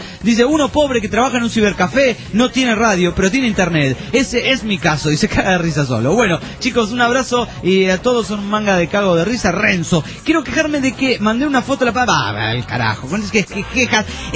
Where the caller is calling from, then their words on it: Trelew, Chubut, Argentina; de Trelew, Chubut, Patagonia, Argentina.